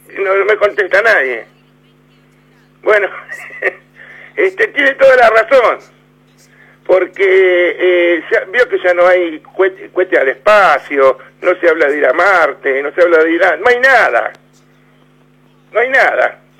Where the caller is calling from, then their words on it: Berazategui, Buenos Aires Province, Argentina; de Berazategui.